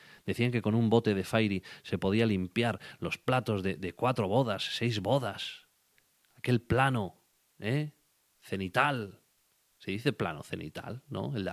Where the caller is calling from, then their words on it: Gautegiz Arteaga, Basque Country, Spain; hablando desde Gauteguizarteaga, el corazón de Urdaibai, el corazón de Vizcaya, tu corazón partido.